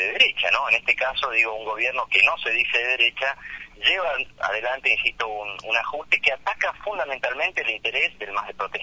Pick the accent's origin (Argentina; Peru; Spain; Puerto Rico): Argentina; Lincoln, Buenos Aires Province; now in Santa Cruz, Argentina; Yo soy originario del oeste de la provincia de Buenos Aires también. Soy de Lincoln, pero ya hace 13, 14 años que vivo en la provincia de Santa Cruz.